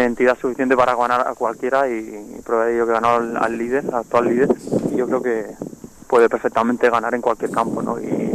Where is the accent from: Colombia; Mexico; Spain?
Spain; La Pobla de Mafumet, Catalonia; Pues estoy ahora participando en el equipo de aquí de Tercera División de mi pueblo, como segundo entrenador.